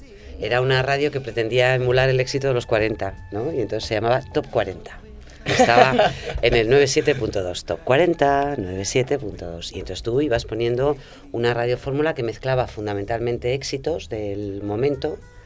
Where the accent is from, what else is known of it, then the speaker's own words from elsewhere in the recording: Madrid, Community of Madrid, Spain; Fíjate que yo soy madrileña